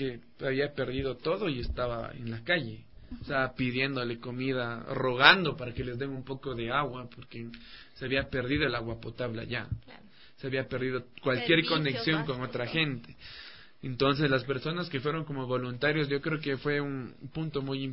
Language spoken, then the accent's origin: Spanish; Ecuador; No, y de hecho creo que en las circunstancias difíciles uno como ecuatoriano se une.